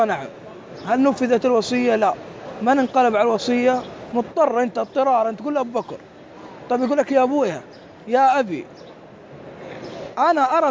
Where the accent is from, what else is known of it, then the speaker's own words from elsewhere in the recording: Mecca, Makkah Province, Saudi Arabia; أنا ابن مكة وأعرف.